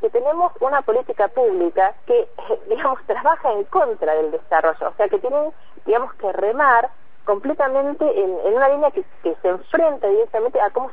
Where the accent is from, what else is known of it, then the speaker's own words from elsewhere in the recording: Bariloche, Río Negro, Argentina; yo soy de Bariloche